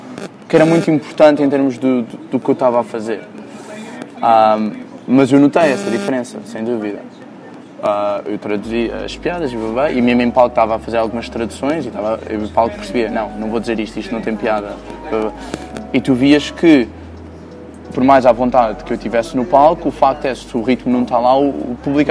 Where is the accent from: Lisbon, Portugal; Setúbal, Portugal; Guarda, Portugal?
Lisbon, Portugal; Sempre que eu falo com estrangeiros e digo que sou de Portugal, Lisboa